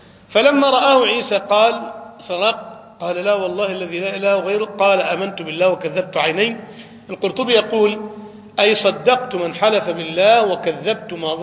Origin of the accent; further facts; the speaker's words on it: Egypt; أنا أذكر واقعة حدثت وأنا كنت شاهد فيها في عندنا في مصر، يعني تقريبا منذ 20 عام